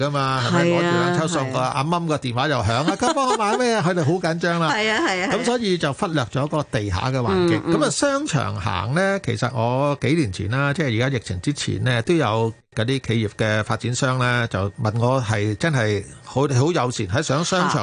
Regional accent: China; 我哋中國人有八字咧，就係發發發啊嘛。

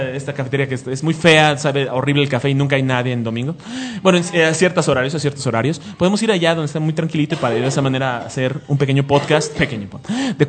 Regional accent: Mexico; Tal vez sea porque somos mexicanos.

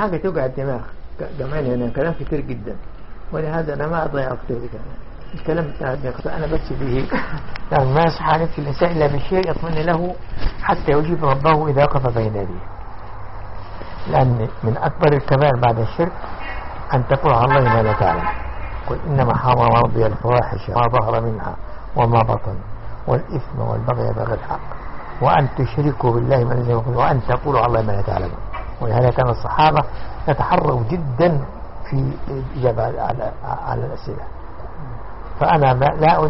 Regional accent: Najd, Saudi Arabia; واحد في نجد عندنا في نجد في السعودية

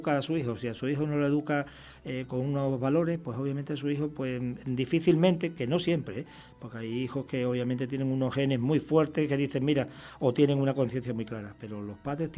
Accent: Extremadura, Spain; porque me siento aquí como en mi tierra de origen, que es Extremadura

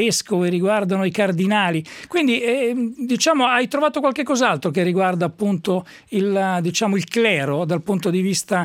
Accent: Emilia-Romagna, Italy; Lei cade a fagiolo, sono romagnolo

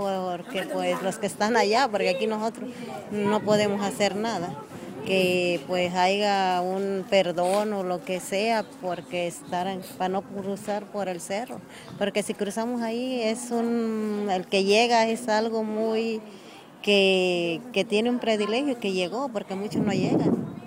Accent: Guerrero, Mexico; Yo soy de Tierra Caliente.

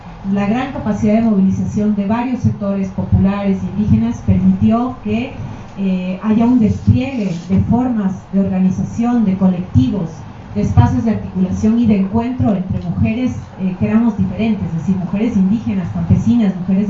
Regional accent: Ecuador; also born or lived in Peru; now in Mexico; Vengo de Ecuador, bueno, nací en Perú, pero vengo de Ecuador. Viví en Ecuador hasta hace poco, ahora estoy estudiando aquí en México.

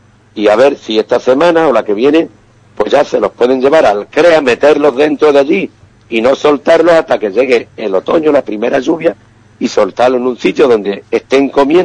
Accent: Ubrique, Andalusia, Spain; mi pueblo, el pueblo de Ubrique

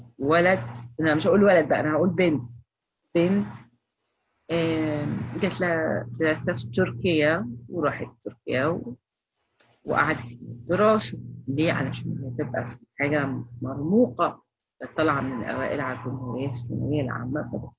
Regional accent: Egypt; وعندنا في مدارس دلوقتي بتعمل هالوين في المنصورة، عندنا في مصر

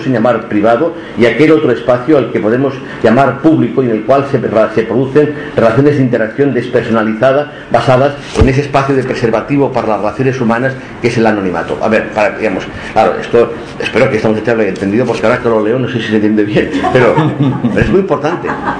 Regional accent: Barcelona, Catalonia, Spain; no es únicamente mi barrio, el barrio en el que nací. Yo era Tostafrancs, aunque es discutible

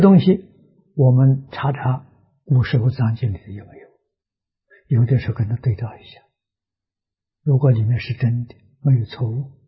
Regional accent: Anhui, China; 龙书就是书城人，他的老家跟我老家很近啊，大概只有20几公里，不到30公里

